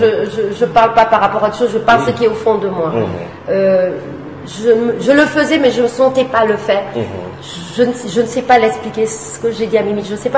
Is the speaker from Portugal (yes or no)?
yes; Fatima, Centro, Portugal; parce qu'on est portugais de Fatima.